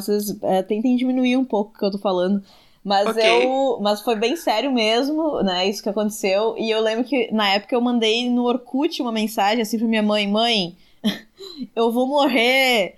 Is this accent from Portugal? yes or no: no; Carlos Barbosa, Rio Grande do Sul, Brazil; now in Porto Alegre, Brazil; Eu sou de Carlos Barbosa, na Serra Gaúcha.